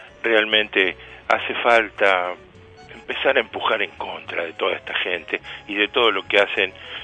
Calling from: Avellaneda, Buenos Aires Province, Argentina; de Avellaneda

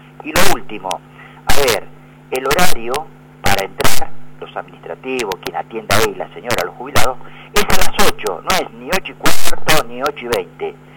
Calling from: San Vicente, Argentina; de San Vicente.

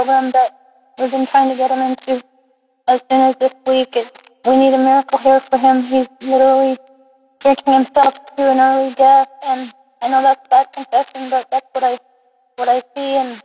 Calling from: New Mexico, United States; I'm calling from New Mexico.

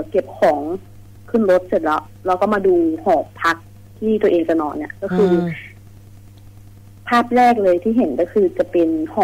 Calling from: Kamphaeng Phet, Thailand; คืนนี้อยู่กำแพงเพชรค่ะพี่อยู่หอค่ะ

